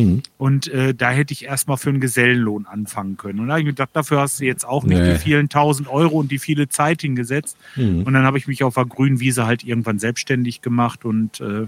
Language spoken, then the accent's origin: German; Lemgo, North Rhine-Westphalia, Germany; also born or lived in Bad Salzuflen; Ja, ursprünglich aus Lemgo. Geboren bin ich in Bad Salzuflen, dann in Lemgo groß geworden und jetzt wohne ich im Kalletal. Im kleinen Örtchen Kalle, das ist eigentlich so die südlichste Spitze vom Kalletal.